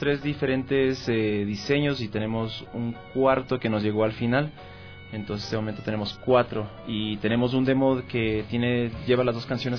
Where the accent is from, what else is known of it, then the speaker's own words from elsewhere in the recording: Ecuador; como somos ecuatorianos, pues quisimos darlo todo